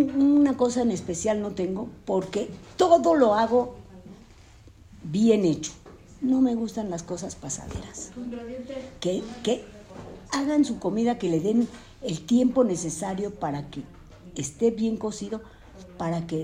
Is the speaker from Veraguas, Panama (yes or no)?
no; Colón, Panama; born there; Nací en Colón, República de Panamá, el 6 de agosto de 1942.